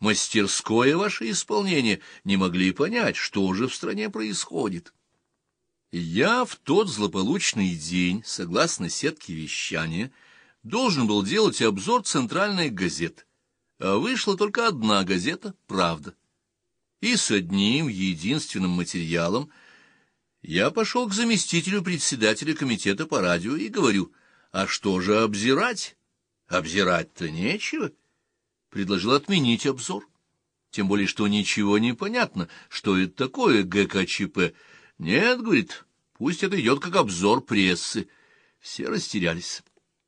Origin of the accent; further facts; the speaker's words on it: Moscow, Russia; Все мое детство прошло в Останкино, я здесь родился, рос, жил, и теперь моя судьба связана с Останкино.